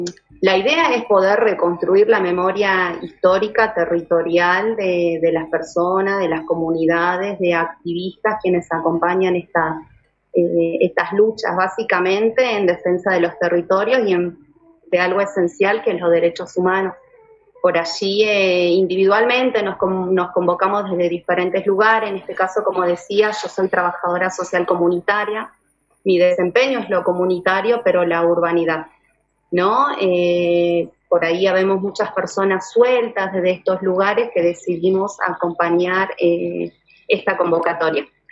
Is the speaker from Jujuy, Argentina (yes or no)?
yes; Abrapampa, Jujuy, Argentina; En mi caso, yo crecí en Abrapampa